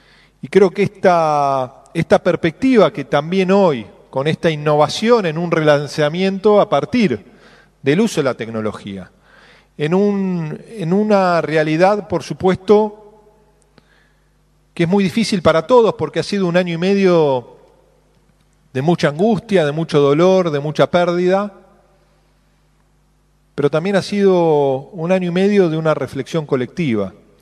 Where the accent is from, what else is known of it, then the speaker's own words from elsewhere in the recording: Argentina; no solo como una cultura milenaria en nuestro país, como argentinos, argentinas